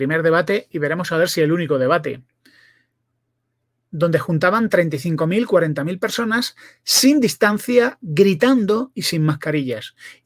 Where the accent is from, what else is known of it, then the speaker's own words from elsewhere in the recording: Spain; yo soy español